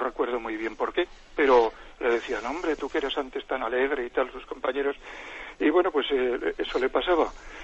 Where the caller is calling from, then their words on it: Zaragoza, Aragon, Spain; de Zaragoza.